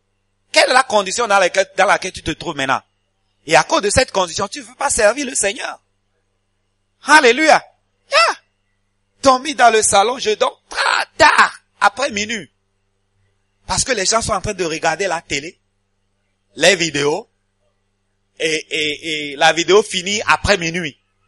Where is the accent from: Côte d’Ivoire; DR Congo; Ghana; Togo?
Ghana; moi j'ai un diplôme, je viens du Ghana, un diplôme bilingue anglais-français, et vous commencez à parler anglais.